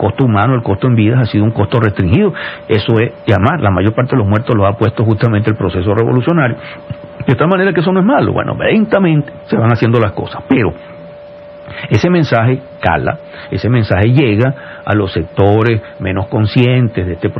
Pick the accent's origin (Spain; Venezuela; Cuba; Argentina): Venezuela; Entonces, sí, todos somos venezolanos, claro que somos venezolanos